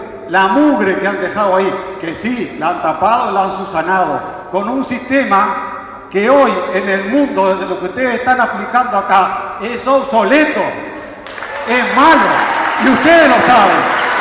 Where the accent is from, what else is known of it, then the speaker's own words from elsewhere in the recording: Colonia, Uruguay; now in Canelones, Uruguay; Ya hace un tiempo me hicieron ciudadano de Canelones y estoy agradecido de estar acá porque vengo del litoral, de la zona de Colonia